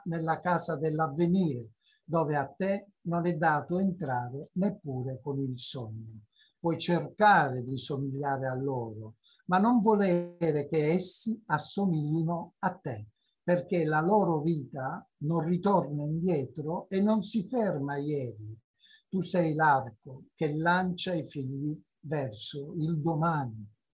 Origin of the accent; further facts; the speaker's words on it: Sicily, Italy; io l'ho scritta per la mia terra e quindi saluto tutti gli amici siciliani che ci stanno vedendo